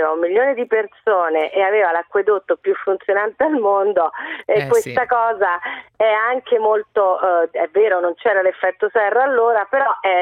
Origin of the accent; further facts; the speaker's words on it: Rome, Lazio, Italy; io lo dico da romana, quindi lo dico col cuore